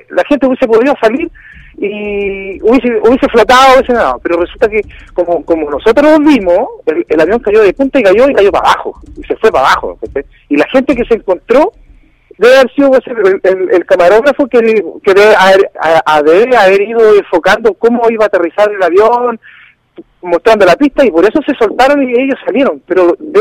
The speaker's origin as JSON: {"language": "Spanish", "town": "La Ligua", "region": "Valparaíso", "country": "Chile", "tie": "born there", "said": "Yo nací en La Ligua, sí, nací en La Ligua."}